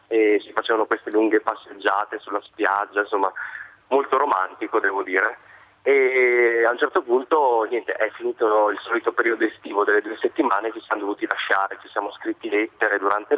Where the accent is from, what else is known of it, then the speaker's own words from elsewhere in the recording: Marche, Italy; facendo finta di essere ancora nella mia città natale e dicendo che sarei venuto giù di lì a poco, giù nelle Marche.